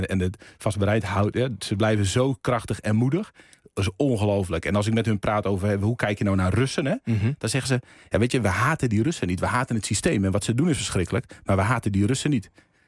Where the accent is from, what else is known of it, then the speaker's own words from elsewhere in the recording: Netherlands; daar kunnen wij als Nederlanders echt van leren